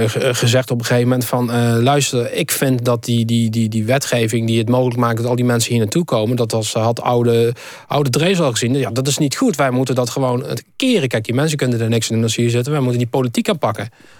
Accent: Netherlands; Ja, nee, maar ik vind gewoon dat wij als Nederlanders wel graag door willen gaan als meerderheid.

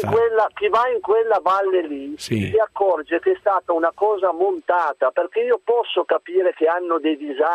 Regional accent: Piedmont, Italy; 48 anni, sono un piemontese doc. Io voglio soltanto dire una cosa. Io vivo a Cuneo, però lavoro a Torino.

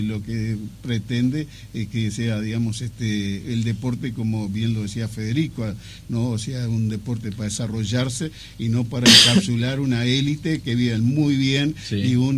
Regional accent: Chapicuy, Paysandú, Uruguay; also born or lived in Salto; De la localidad de Chapicuy, departamento de Paysandú. Bien. O sea, nací en Salto y estudié en la escuela rural en Paysandú

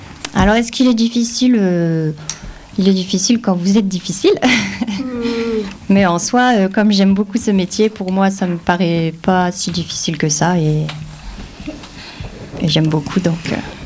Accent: Remiremont, Grand Est, France; Alors, je suis née à Remiremont.

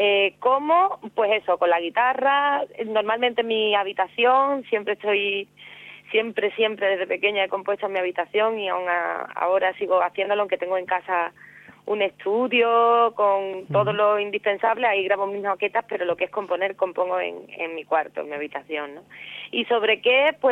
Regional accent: Cádiz, Andalusia, Spain; me dedico a componer, a cantar por Cádiz, por mi tierra, por los sitios de alrededor

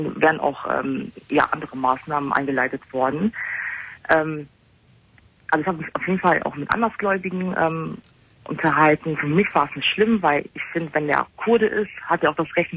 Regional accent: Germany; born there

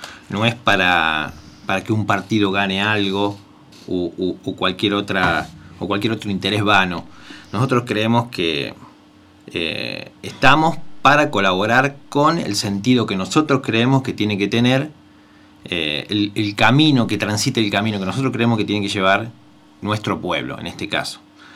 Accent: Rosario, Santa Fe, Argentina; Generalmente los que venimos de afuera, yo soy de afuera, soy de Rosario.

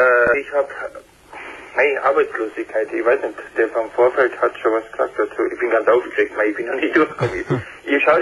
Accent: Kempten, Bavaria, Germany; Ich bin aus dem Allgäu.

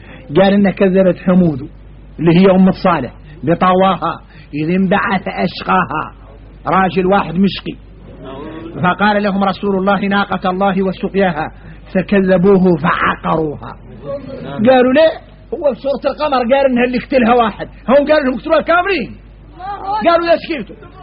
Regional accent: Mauritania; نحن موريتاني

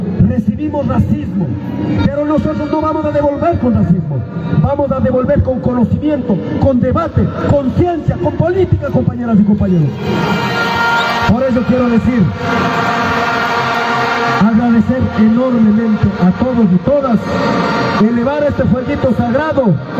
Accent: Cotopaxi, Ecuador; los que somos de Cotopaxi, perdón, los que somos

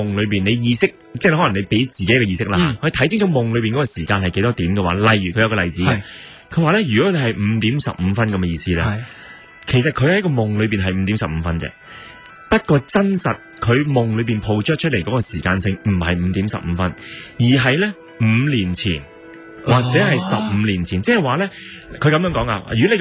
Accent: China; 同我哋中国人可能有少少唔同咧

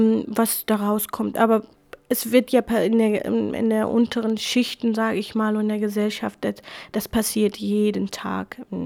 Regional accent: Iraq; first language Kurmanji; German is a second language; in der Schule hatte ich Arabisch tatsächlich, aber zu Hause haben wir nur Kurmanji geredet und unsere Lehrer waren auch Jesiden, die meisten waren auch Jesiden. Also ich hatte das Gefühl immer, dass Shingal eigentlich mein Land ist und ich lebe in einer Hauptstadt.

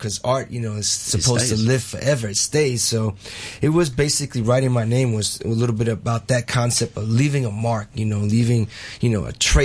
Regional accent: New York, United States; I mean, I'm originally from New York.

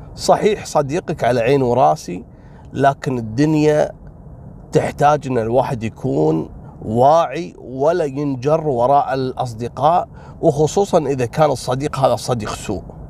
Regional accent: Kuwait; واحد فيهم من الأسرة الحاكمة عندنا في الكويت.

